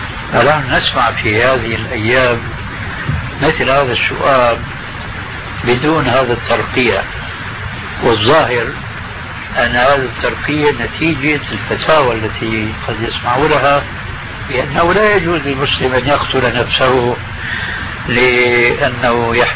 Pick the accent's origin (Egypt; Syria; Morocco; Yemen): Syria